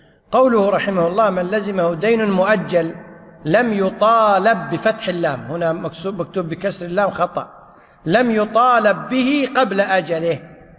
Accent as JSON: {"language": "Arabic", "country": "Kuwait", "said": "والقانون عندنا في الكويت أن الديون المؤجلة"}